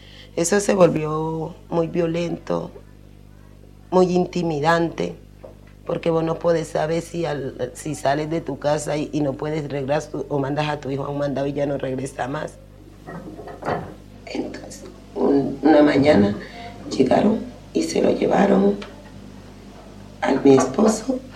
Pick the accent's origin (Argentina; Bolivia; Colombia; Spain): Colombia; San Juan, Nariño; Yo vengo de las costas del Pacífico nariñense, específicamente de San Juan. Ese era un pueblo muy pacífico. La gente vivía de la pesca, de la madera. Las mujeres conchábamos.